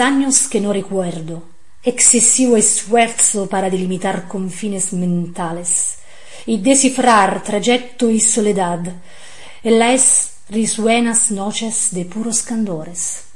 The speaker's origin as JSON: {"language": "Italian", "region": "Campania", "country": "Italy", "accent": "Cilentan dialect", "said": "il mio dialetto cilentano, in parte anche napoletano"}